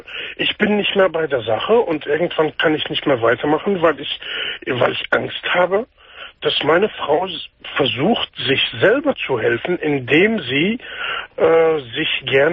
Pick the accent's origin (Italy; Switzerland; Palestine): Palestine; now in Germany; Das ist Palästina.